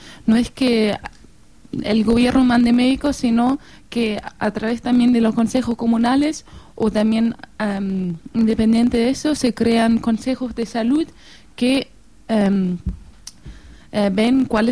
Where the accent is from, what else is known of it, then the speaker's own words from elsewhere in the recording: Germany; Spanish is a second language; también miembro de Brigada, soy de Alemania también.